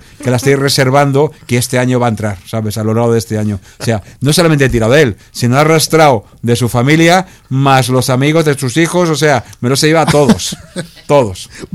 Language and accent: Spanish; Villaverde, Community of Madrid, Spain; que nosotros somos curritos, somos de Villaverde y somos humildes, ¿sabes?